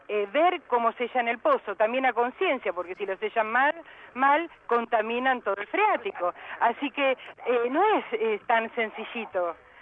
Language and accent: Spanish; La Reja, Buenos Aires Province, Argentina; yo soy de La Reja Sur, que en su momento empezaron ahí todas las perforaciones.